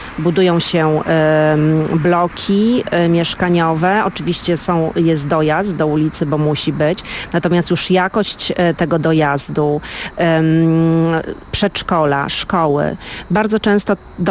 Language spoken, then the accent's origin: Polish; Warsaw, Masovian Voivodeship, Poland; jestem mieszkanką Woli od lat i zresztą definiuję siebie jako warszawianka i też właśnie wolanka lokalnie